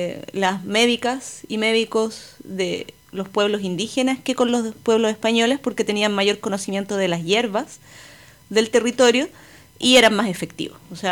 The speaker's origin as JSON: {"language": "Spanish", "town": "Santiago", "region": "Santiago Metropolitan Region", "country": "Chile", "said": "si bien yo me siento santiaguina y soy parte de la ciudad, etcétera, la conozco"}